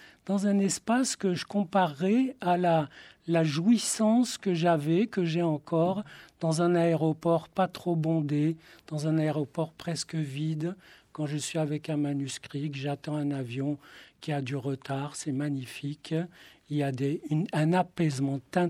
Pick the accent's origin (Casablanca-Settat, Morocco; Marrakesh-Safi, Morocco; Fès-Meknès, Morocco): Marrakesh-Safi, Morocco; Marrakech; moi, je lisais Tintin à Marrakech, où je suis né. J'ai d'ailleurs raconté mon enfance à Marrakech dans un roman. Et moi, ma lecture, c'était la Bible hébraïque.